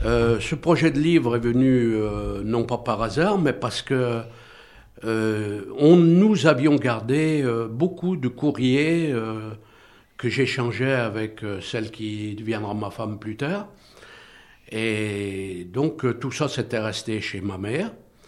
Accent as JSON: {"language": "French", "town": "Saint-Étienne", "region": "Auvergne-Rhône-Alpes", "country": "France", "tie": "born or raised there", "said": "j'avais écrit préalablement un livre sur mon enfance à Saint-Étienne"}